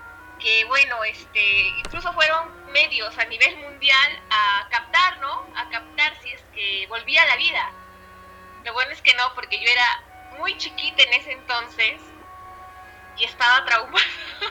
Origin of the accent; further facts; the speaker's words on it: Peru; fue enterrado en Pisco, departamento de Ica, que acerca Lima, que es capital de mi país.